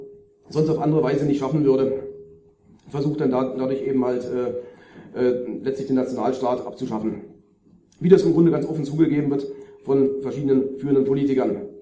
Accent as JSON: {"language": "German", "country": "Germany", "said": "neigen wir so ein bisschen als Deutsche durch die eigene nationale Brille dazu, das sehr stark eben auf diese deutsche Thematik alles zu beziehen."}